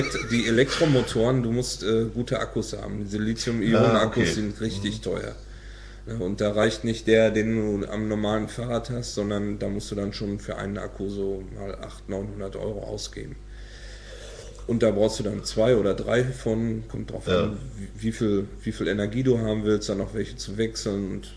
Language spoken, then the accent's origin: German; North Rhine-Westphalia, Germany; now in Hamburg, Germany; Ich bin aus dem Sauerland ursprünglich.